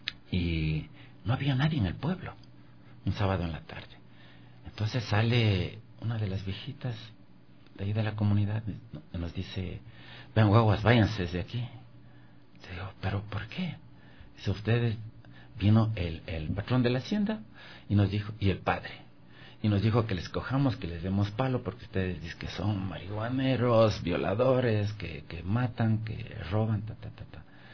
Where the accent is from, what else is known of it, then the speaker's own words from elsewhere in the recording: Valle del Chota, Imbabura, Ecuador; Cuando regresé a mi pueblo, pues a mi tierra, al Valle del Chota, y empiezo a organizar en las comunidades allá.